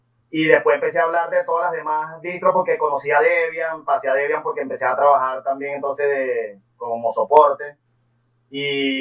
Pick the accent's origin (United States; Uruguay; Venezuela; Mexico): Venezuela; Sobre todo aquí en Venezuela, yo soy de Venezuela.